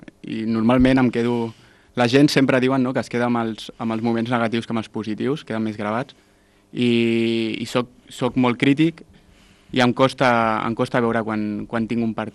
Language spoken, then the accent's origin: Catalan; Sant Joan Despí, Catalonia, Spain; also born or lived in Esplugues de Llobregat; No, vaig néixer a Esplugues perquè és on està l'Hospital de Sant Joan de Déu, però des de sempre he viscut a Sant Joan Despí.